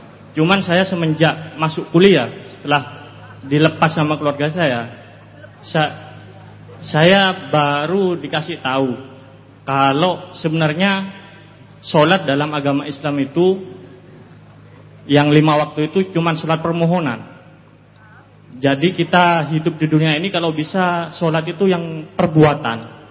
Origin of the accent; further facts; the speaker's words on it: East Java, Indonesia; saya asli Madura, jadi dari Madura tadi langsung ke sini.